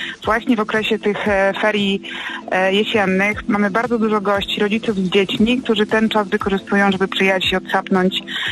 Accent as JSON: {"language": "Polish", "town": "Kołobrzeg", "region": "West Pomeranian Voivodeship", "country": "Poland", "said": "pochodzę z Kołobrzegu."}